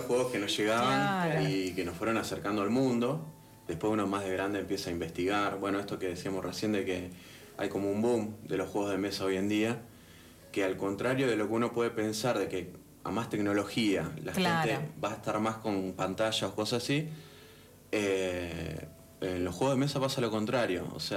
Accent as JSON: {"language": "Spanish", "town": "Rosario", "region": "Santa Fe", "country": "Argentina", "said": "empezamos hace mucho tiempo en Rosario, yo soy de Rosario."}